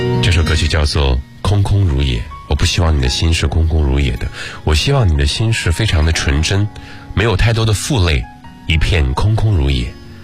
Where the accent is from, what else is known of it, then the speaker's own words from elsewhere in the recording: Shandong, China; now in Beijing, China; 先说说我对大城市的感觉，因为我的故乡在山东。当我大学毕业之后，我在想我到底要去哪座城市工作生活学习的时候